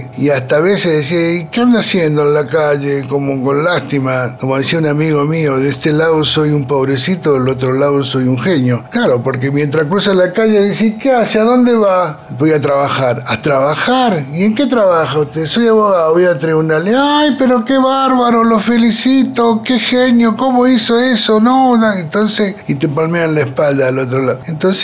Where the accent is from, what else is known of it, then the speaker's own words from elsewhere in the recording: Bariloche, Río Negro, Argentina; born there; Soy nacido en Bariloche, tengo 64 años.